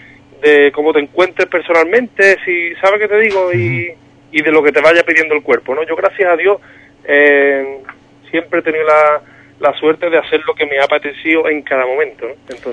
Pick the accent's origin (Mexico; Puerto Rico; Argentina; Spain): Spain; Cádiz, Andalusia; Sí, me llena mucho como cualquier gaditano, ¿no?